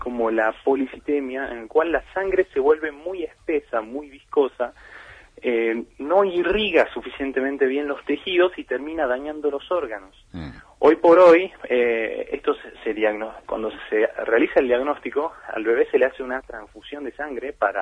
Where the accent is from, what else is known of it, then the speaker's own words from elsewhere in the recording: Tucumán, Argentina; moved away as an adult; now in Bariloche, Argentina; yo soy tucumano, estudié los primeros años de mi carrera en Tucumán y en el tercer año me vine a Bariloche.